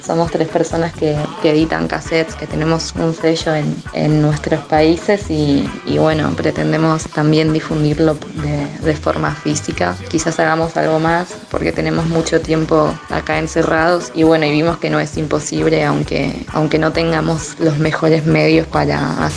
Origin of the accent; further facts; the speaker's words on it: Buenos Aires, Argentina; yo, que soy de Buenos Aires, Argentina.